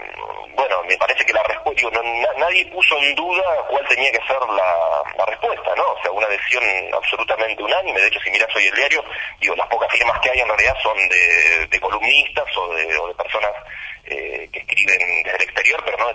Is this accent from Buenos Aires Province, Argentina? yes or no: yes; Bahía Blanca, Buenos Aires Province, Argentina; Yo soy de Bahía Blanca.